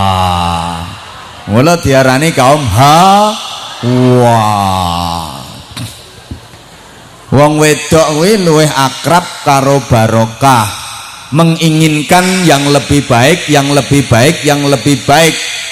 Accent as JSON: {"language": "Indonesian", "town": "Bojonegoro", "region": "East Java", "country": "Indonesia", "said": "Kalau dalam bahasa daerah saya, Bojonegoro"}